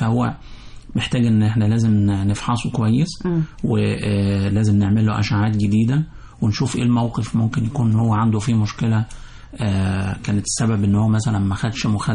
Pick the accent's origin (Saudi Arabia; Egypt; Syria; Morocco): Egypt; احنا بنحب كمصريين بنحب الحادق جدا